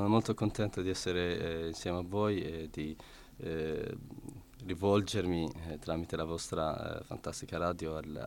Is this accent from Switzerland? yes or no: no; Iraq; Italian is a second language; now in Italy; sia nel paese natio, cioè nel mio paese, l'Iraq, sia qui in Italia